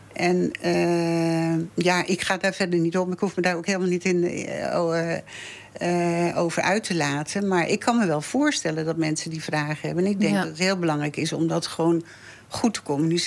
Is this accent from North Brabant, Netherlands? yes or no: no; Haarlem, North Holland, Netherlands; also born or lived in Amersfoort / Leusden; now in Nijkerk, Netherlands; Ik heb hier niet altijd gewoond. Ik ben geboren en getogen in Haarlem. En daar heb ik 33 jaar gewoond. En toen zijn we naar Amersfoort en later dan nog via Leusden hier naar Nijkerk gekomen.